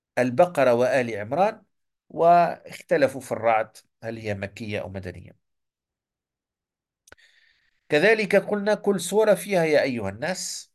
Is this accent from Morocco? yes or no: yes; Morocco; مثلا عندنا في المغرب